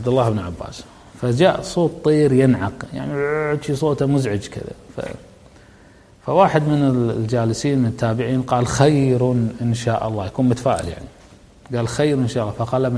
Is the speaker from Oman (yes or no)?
no; Kuwait; عندنا بالكويت نغمة متكررة كل يوم في الجرائد